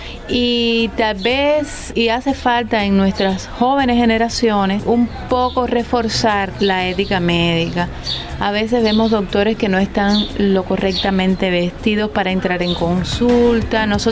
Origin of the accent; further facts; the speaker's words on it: Camagüey, Cuba; moved away as an adult; now in Ciénaga de Zapata, Cuba; Soy camagüeyana y vine para la Ciénaga de Zapata en el año 89. Terminé mi carrera aquí en la provincia de Matanzas y desde el año 90 estoy trabajando aquí en la Ciénaga de Zapata.